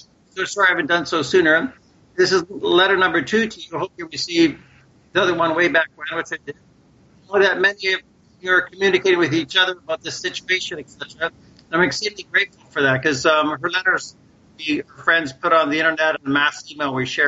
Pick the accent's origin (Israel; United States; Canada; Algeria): Canada; born there; He's a fellow Dutchman, although I was born in Canada. My parents are Dutch.